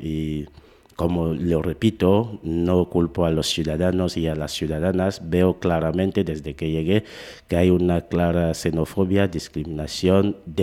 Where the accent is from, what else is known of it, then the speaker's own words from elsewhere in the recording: Cameroon; now in Navarra, Spain; yo considero Camerún como el punto del planeta donde yo nací, donde tengo los padres, los amigos de la infancia y la otra parte de la familia. Pero considerándome como ciudadano del mundo, yo digo, estando en Navarra